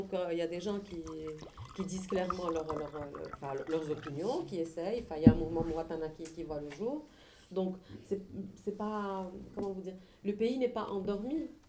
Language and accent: French; Algiers, Algiers Province, Algeria; Je parle en tant qu'Algérienne lambda qui vit à Alger.